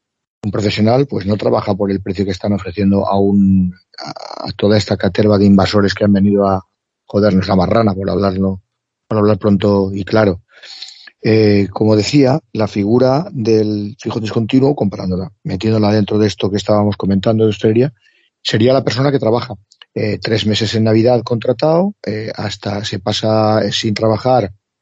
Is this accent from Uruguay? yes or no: no; Spain; nosotros como españoles, ¿por qué no nos declaramos neutrales?